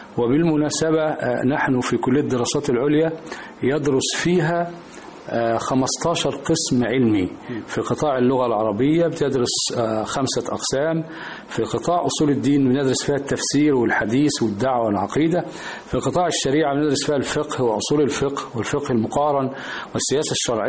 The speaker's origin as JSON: {"language": "Arabic", "country": "Egypt", "said": "يعني بلدنا مصر"}